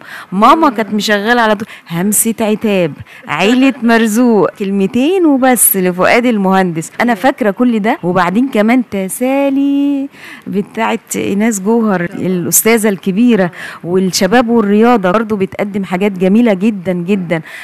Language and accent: Arabic; Egypt; يعني احنا نفخر اننا مصريين